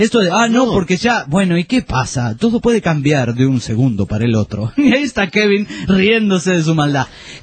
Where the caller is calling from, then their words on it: Aguascalientes, Mexico; Soy de Aguascalientes, México.